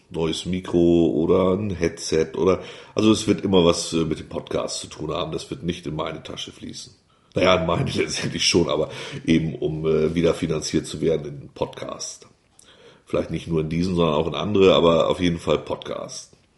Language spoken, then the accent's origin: German; Wulmsdorf, Lower Saxony, Germany; also born or lived in Elsdorf; Ich bin hier geboren vor 45, fast 45 Jahren. Bin dann in den Nachbarort Wulmsdorf gezogen, habe da meine Kindheit verbracht. Dann nach Elsdorf, da habe ich die Jugend verbracht und das junge Erwachsensein. Und seit fast 20 Jahren leben wir wieder auf dem Hof des Geburtshauses